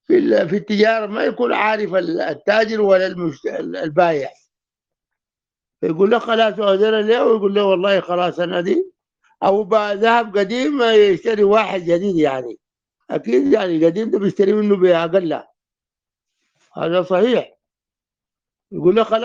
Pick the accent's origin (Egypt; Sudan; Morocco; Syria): Sudan; طبعا اغلى من الذهب اللي عندنا في السودان